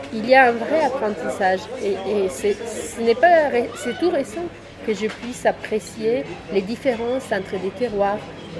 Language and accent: French; Romania; French is a second language; Écoute, je suis roumaine, chez nous on boit, on est un pays d'alcoolique.